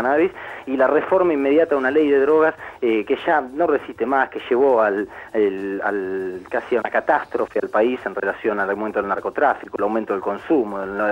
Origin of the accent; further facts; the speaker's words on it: Argentina; nosotros como argentinos